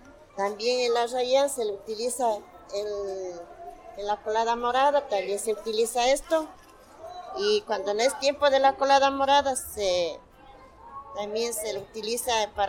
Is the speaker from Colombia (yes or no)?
no; Llano Chico, Pichincha, Ecuador; Yo vengo de la parroquia de Llano Chico, perteneciente a Quito, vengo acá a vender el 1 de mayo. Y yo vengo desde casi que tuve los 15 años. Yo ya tengo mi edad desde 54 años.